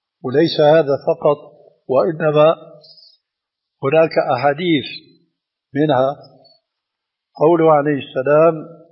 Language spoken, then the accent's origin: Arabic; Syria; عندنا في الشام يسمى المقدم بالتذكير، ويقلب الذال إلى دال بيقول التذكير.